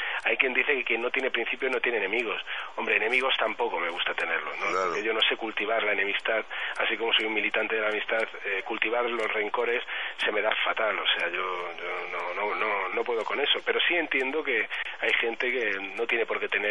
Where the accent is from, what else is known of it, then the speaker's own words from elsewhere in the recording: Madrid, Community of Madrid, Spain; yo vivo en Madrid. Yo he nacido en Madrid, yo soy madrileño, muy madrileño.